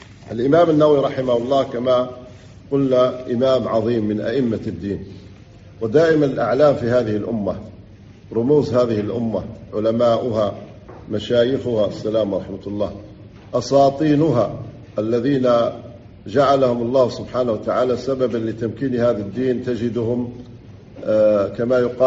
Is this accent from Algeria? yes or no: yes; Algeria; وليس إحنا عندنا في الجزائر أمسكوا بعض الإخوة